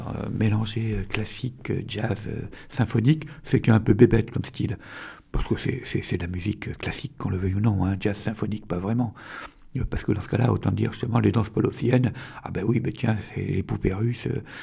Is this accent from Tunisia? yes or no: yes; Tunisia; born there; also born or lived in Algeria; mon grand-père qui est de Sfax en Tunisie, voilà, parce que je suis né en Tunisie, hein, j'ai des belles racines d'Afrique du Nord, je passais le bac à Alger à 18 ans